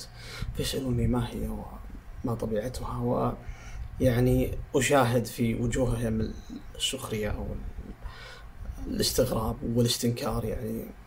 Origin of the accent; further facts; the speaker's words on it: Saudi Arabia; حتى عندنا في السعودية